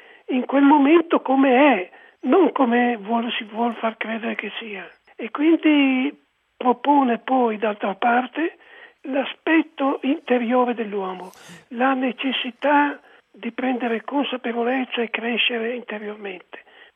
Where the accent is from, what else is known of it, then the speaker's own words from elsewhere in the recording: Milan, Lombardy, Italy; quando io sono cresciuto a Milano, in un tempo in cui tutti parlavano in milanese, ricchi e poveri